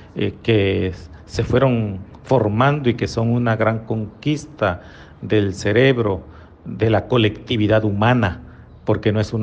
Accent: Mexico; En mi país, en México, que ahora se llama así, pero antes de que se llamara México, tenía alrededor de 500 lenguas originarias

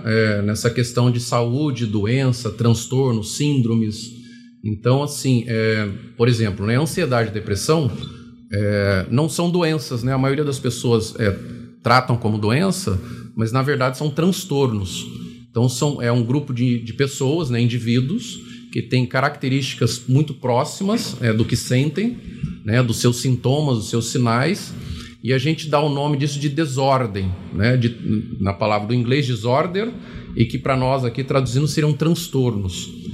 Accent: Recife, Pernambuco, Brazil; born there; now in São José dos Campos, Brazil; Não, eu sou nascido em Recife.

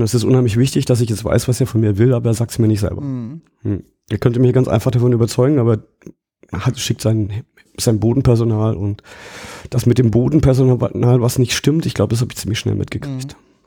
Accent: Baden-Württemberg, Germany; Ich komme ja aus dem Schwarzwald und landschaftlich ist das sehr schön, aber menschlich ist das unheimlich öd. Also gerade die Gegend, wo ich herkomme, die ist geprägt vom evangelischen Pietismus.

